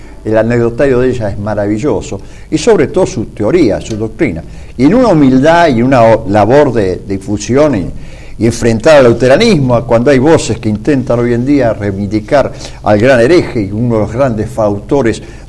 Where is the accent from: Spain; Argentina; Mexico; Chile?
Argentina; como cristianos y como ciudadanos argentinos